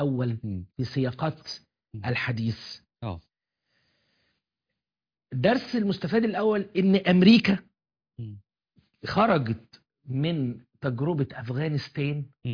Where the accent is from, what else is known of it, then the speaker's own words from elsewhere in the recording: Afghanistan; فكانت التجربة عندنا في أفغانستان استفادت منها الأمريكان